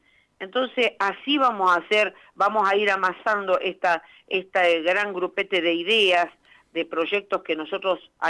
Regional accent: Buenos Aires, Argentina; born there; Yo soy nacida en Buenos Aires, pero bueno, me gradué como médica veterinaria en Pico, tengo parte de mi familia en Pico

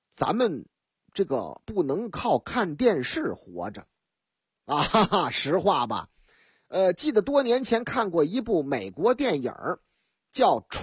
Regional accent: Shanghai, China; 说这个我老家上海啊

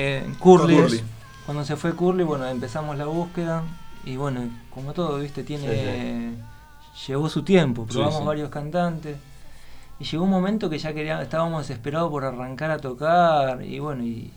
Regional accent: Buenos Aires, Argentina; me fui de la casa de mis viejos. Soy de San Telmo, viví toda mi vida en San Telmo. Viví en pensión, en Congreso, en todos lados.

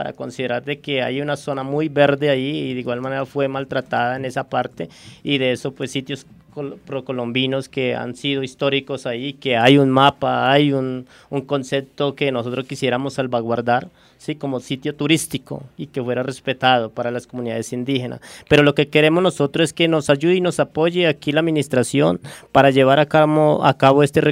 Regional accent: Natagaima, Tolima, Colombia; más que es de mi pueblo y que viene construido de una historia de mi pueblo en Atagaima, Tolima

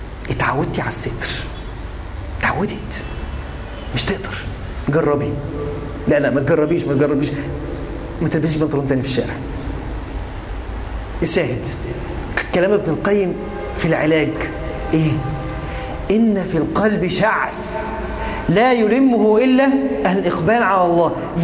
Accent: Egypt; هو حمام عام عندنا في مصر تحديدا

